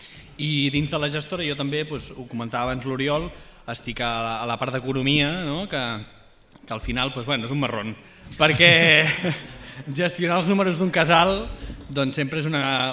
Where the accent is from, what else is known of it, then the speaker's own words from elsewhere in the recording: Sabadell, Catalonia, Spain; molt amable amb els forasters, sobretot, que venim de Sabadell